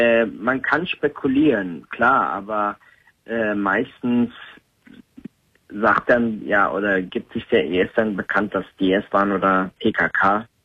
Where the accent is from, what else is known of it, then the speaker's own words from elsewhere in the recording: Turkey; Nein, ich war noch nie als Türke in Istanbul.